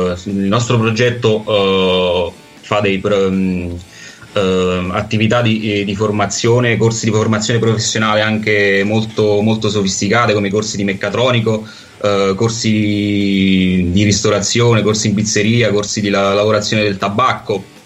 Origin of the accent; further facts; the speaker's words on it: Caserta, Campania, Italy; lo sapete, vengo... sono di Caserta